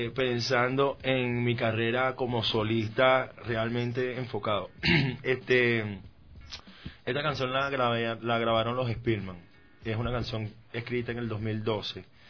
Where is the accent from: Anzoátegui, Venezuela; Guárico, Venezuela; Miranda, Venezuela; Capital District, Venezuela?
Capital District, Venezuela; Caracas; yo por lo menos, yo soy de Caracas, y siempre que voy a Maracay es un tripeo total